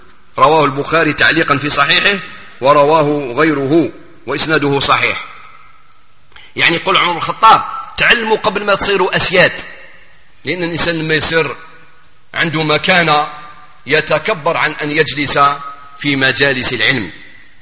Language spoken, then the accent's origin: Arabic; Algeria; في بلادنا الجزائر